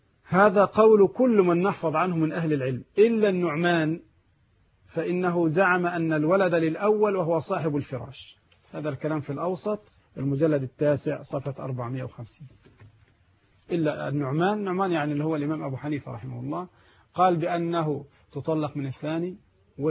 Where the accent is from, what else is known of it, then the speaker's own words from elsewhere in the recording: Egypt; البنوك عندنا في مصر ثلاثه اقسام